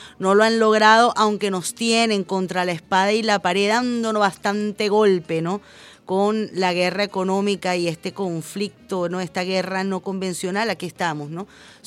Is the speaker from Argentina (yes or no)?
no; Venezuela; todos los venezolanos y las venezolanas